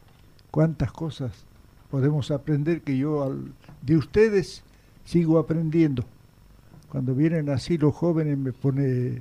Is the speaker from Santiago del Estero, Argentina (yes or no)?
yes; Santiago del Estero, Argentina; born there; me trasladaron imaginariamente a donde yo nací, el norte, Santiago del Estero.